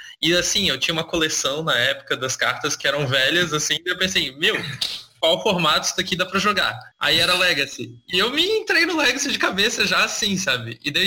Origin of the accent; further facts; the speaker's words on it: Florianópolis, Santa Catarina, Brazil; eu tenho 29 anos, sou de Florianópolis, Santa Catarina.